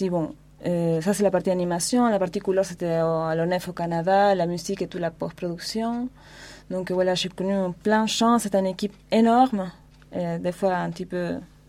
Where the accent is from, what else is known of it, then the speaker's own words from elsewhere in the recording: Argentina; accent: Argentine; French is a second language; now in France; Voilà, je viens d'Argentine. Bon, j'habite en France depuis 10 ans.